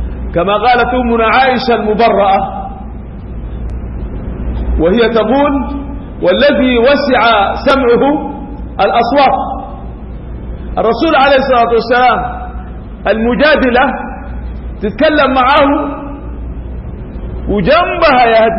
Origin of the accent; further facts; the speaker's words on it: Sudan; يعني شنو عندنا في السودان بيقولوا على أطرس؟